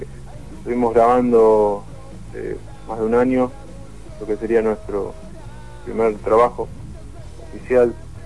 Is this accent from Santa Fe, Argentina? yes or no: no; Moreno, Buenos Aires Province, Argentina; De Zona Oeste, somos de Moreno.